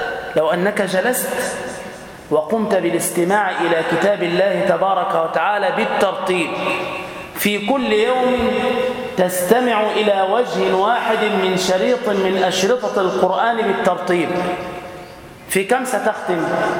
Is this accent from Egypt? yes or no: yes; Damietta, Damietta Governorate, Egypt; أسأل الله تعالى أن يبارك في بلدتنا دمياط وفي أهلها وفي سكانها